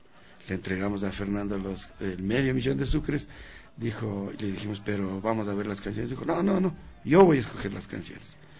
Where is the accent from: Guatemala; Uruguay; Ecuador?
Ecuador; Zambiza, Pichincha; venimos de Zambiza, hemos tenido las raíces de gente que ha triunfado en la música